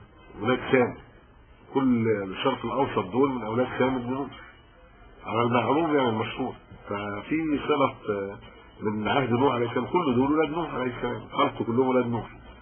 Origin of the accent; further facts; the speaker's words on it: Egypt; انا قبطي مسلم، يعني انا مصري مسلم